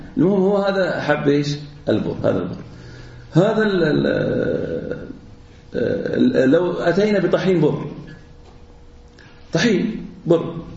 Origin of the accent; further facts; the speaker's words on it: Al-Ahsa, Eastern Province, Saudi Arabia; والآن يباع عندنا في الأحساء